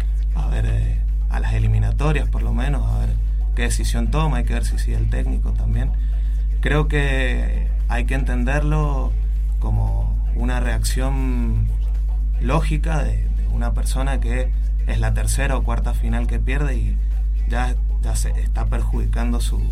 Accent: Argentina; de ponernos a pensar como argentinos dónde depositamos todo nuestro, todo el valor de lo que somos como país

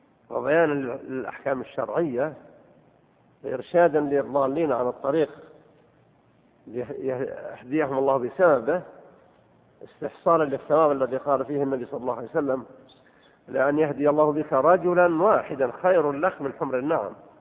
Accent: Saudi Arabia; أن يصلح حالنا وحال بلادنا المملكة العربية السعودية

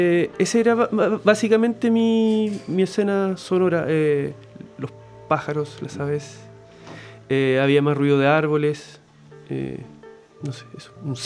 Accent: Concepción, Biobío, Chile; Yo soy nacido y malcriado acá en Concepción. No me he movido de acá.

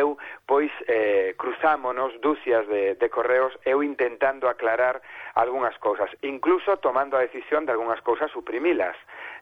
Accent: Vigo, Galicia, Spain; ademais son de Vigo, e os de Vigo temos problemas con algúns verbos, o verbo ver, o verbo mirar, hai unha serie de verbos que confundimos.

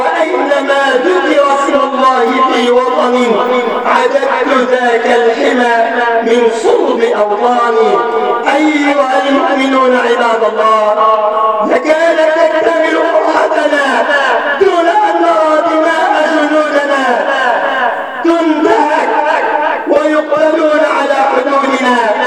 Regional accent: Egypt; واجعل بلدنا مصر بلد أمن وأمان

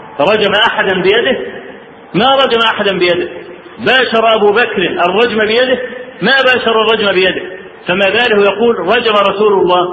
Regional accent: Egypt; الزلزال اللي حصل في مطلع سنة 90 عندنا في مصر

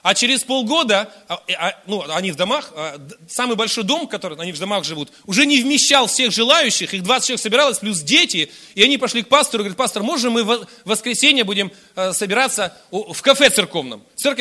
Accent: Irkutsk, Irkutsk Oblast, Russia; Я рос в Иркутске, на окраине Иркутска, частный сектор. Мы все родственники жили, 4 семьи рядом.

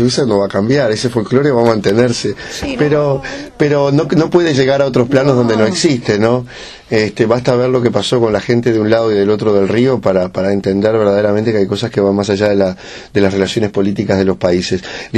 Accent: Uruguay; no con nosotros ya, que venimos de repente del Uruguay a hacer un trabajo

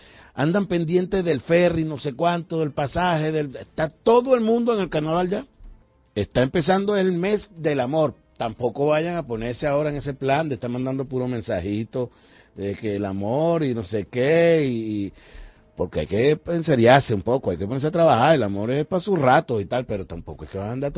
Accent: Venezuela; entre las miles de cosas importantes que debimos conocer como venezolanas y venezolanos

